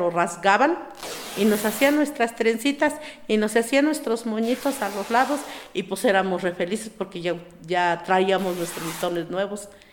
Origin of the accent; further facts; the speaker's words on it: San Antonio Cacalotepec, Oaxaca, Mexico; Soy originaria de San Antonio, Cacalotepec. Mis padres nacieron aquí, mis abuelos son de aquí.